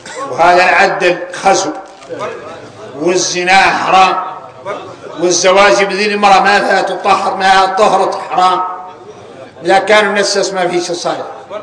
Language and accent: Arabic; Mauritania; احنا موريتاني عندنا شيء شريعه وعندنا شيء ذريعه